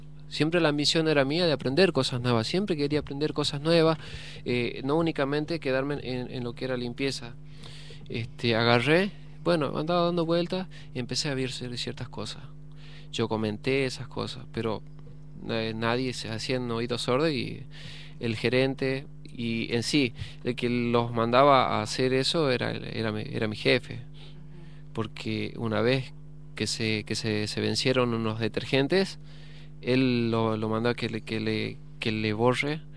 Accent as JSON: {"language": "Spanish", "region": "Jujuy", "country": "Argentina", "lives_now": "Buenos Aires, Argentina", "said": "soy de Jujuy, llegaba hace poco tiempo que llegaba, porque aparte no conocía lo que es la ciudad de Buenos Aires, la capital federal"}